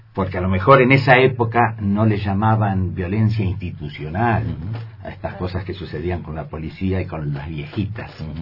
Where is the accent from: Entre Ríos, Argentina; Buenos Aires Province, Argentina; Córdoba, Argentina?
Buenos Aires Province, Argentina; Carmen de Patagones; yo soy nacido en Patagones y en mi época de niñez, de la época de la escuela primaria, había los personajes del pueblo